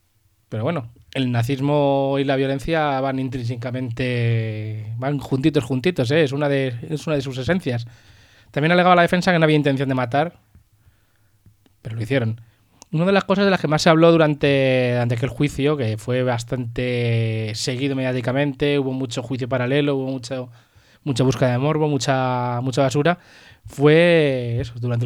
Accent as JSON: {"language": "Spanish", "town": "Pinto", "region": "Community of Madrid", "country": "Spain", "tie": "born or raised there", "said": "Hablo del de un chico de mi pueblo, de Pinto"}